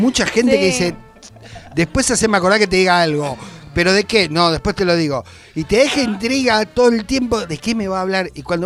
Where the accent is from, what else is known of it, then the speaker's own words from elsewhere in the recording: Corrientes, Argentina; Cuando era niño, vivía en Corrientes, hay muchos carnavales, comparsa.